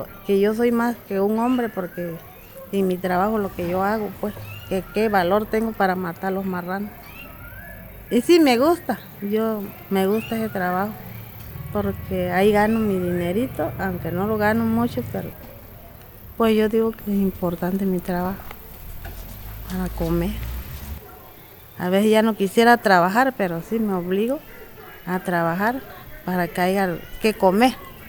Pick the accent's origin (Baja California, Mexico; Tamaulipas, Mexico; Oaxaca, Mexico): Oaxaca, Mexico; San Francisco Ixhuatán; Yo soy de San Francisco, Izhuatán, Oaxaca. Aquí en Izhuatán.